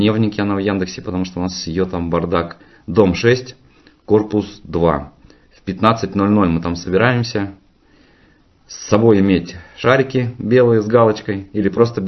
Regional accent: Altai Krai, Russia; Я вот как житель, как уроженец, да, как говорят, Алтайского края, у меня есть соседний регион, Кемеровская область.

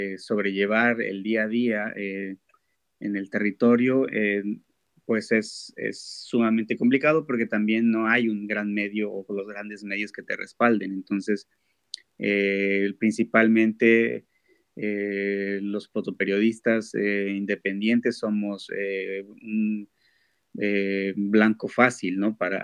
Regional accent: Guerrero, Mexico; yo vengo del estado de Guerrero, lo que es el sur, en el sur de México.

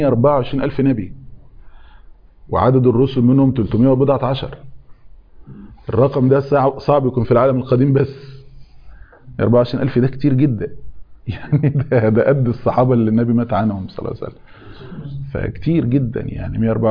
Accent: Egypt; عشان احنا برضو مصريين فما بنحسش باللقطة دي

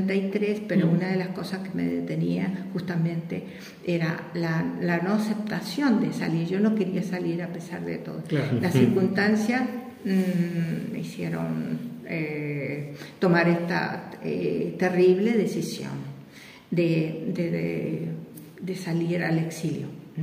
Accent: Chile; moved away; also born or lived in Sweden; tuve que salir por las estas circunstancias políticas en mi país. Tuve que salir de Chile, estuve en Argentina 6 meses esperando el permiso de residencia en algún país de Europa.

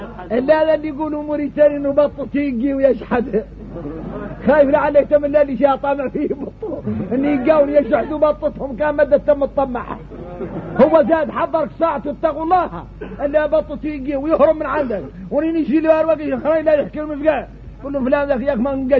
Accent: Mauritania; حقيقة نحن موريتاني

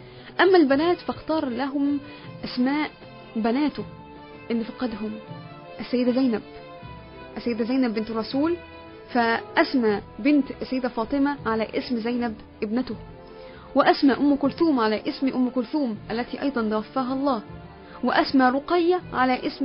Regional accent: Egypt; اللي هي المدفونة عندنا في مصر هنا

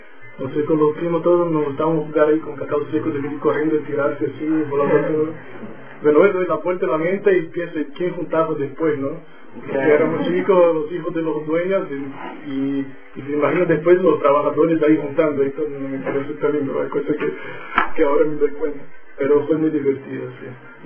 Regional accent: Ilhéus, Bahia, Brazil; Spanish is a second language; Yo soy de Bahía, pero no de Salvador. Soy de un pueblo que se llama Ilhéus, yo nací ahí. Y en mi niñez yo estuve mucho tiempo jugando con plantaciones de cacao.

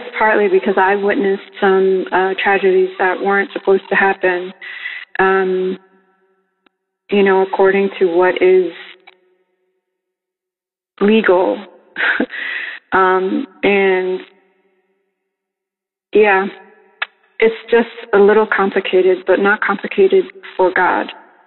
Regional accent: New York, United States; I'm from New York, the Bronx.

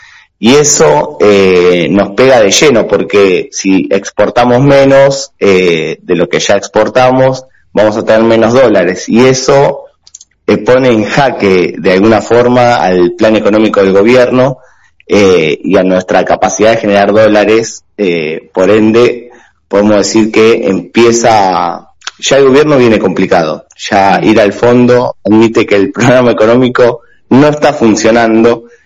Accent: Argentina; Ahora, como argentinos, como ciudadanos de pie

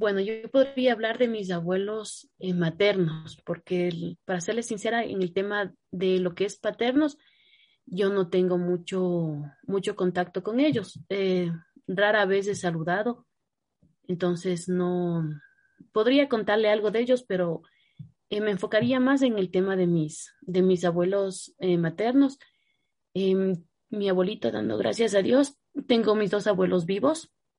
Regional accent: Cayambe, Pichincha, Ecuador; born there; Yo nací en el año de 1989, el 7 de agosto. El lugar donde yo nací es en Cayambe.

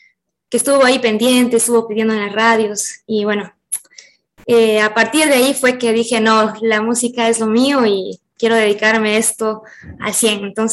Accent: Catamayo, Loja, Ecuador; yo vengo de Catamayo, gente cálida, alegre

